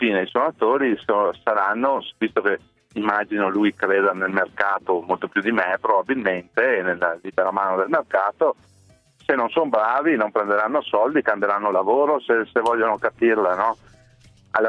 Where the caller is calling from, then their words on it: Asiago, Veneto, Italy; Siamo di Asiago, sale.